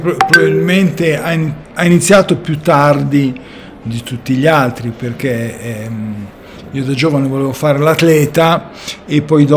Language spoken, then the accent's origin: Italian; Milan, Lombardy, Italy; a Milano, sono milanese di origine, il conservatorio non c'era.